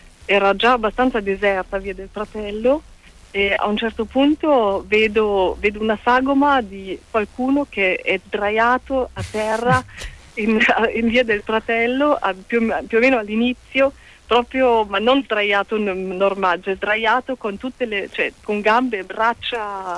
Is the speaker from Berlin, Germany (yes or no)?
no; Burghausen, Bavaria, Germany; dalle mie parti, non c'erano tante gelaterie, è un posto molto molto molto provinciale, e quindi il fatto che Elia sapesse che cosa fosse Burghausen e avesse proprio battuto i luoghi della mia adolescenza